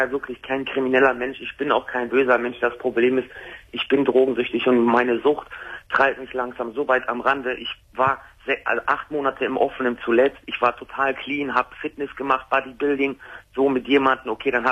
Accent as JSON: {"language": "German", "town": "Wuppertal", "region": "North Rhine-Westphalia", "country": "Germany", "said": "Ich komme aus Wuppertal."}